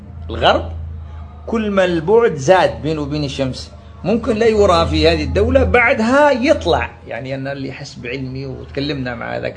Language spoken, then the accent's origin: Arabic; Algeria; كما سموها عندنا في الجزائر الكاشكاش